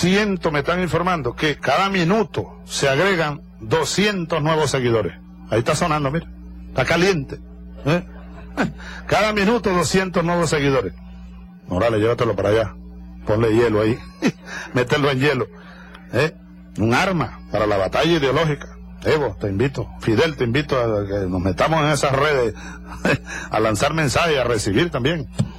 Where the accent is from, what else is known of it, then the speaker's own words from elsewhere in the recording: Venezuela; me siento, bueno, venezolano, comprometido con todos.